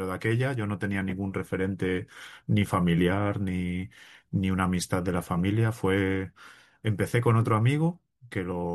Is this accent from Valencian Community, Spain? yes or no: no; Cantabria, Spain; yo soy de aquí de Cantabria y vivo en Torlavega.